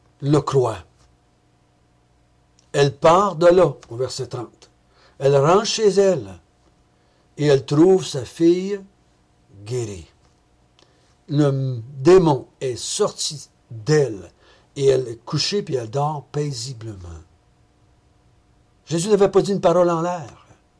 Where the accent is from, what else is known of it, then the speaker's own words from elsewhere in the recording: Quebec, Canada; moi je suis un Québécois pur laine, descendance française et amérindienne. Je ne suis pas un juif, moi.